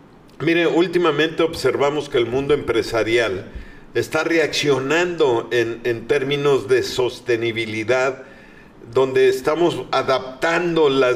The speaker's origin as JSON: {"language": "Spanish", "country": "Mexico", "said": "Pues a festejar la mexicanidad, como de que no somos orgullosamente mexicanos y tenemos mucho, mucho que festejar."}